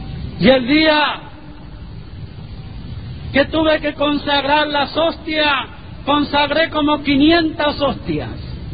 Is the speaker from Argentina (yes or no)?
no; Texas, United States; mis abuelos, que fueron los que me criaron en Texas, fueron a Roma.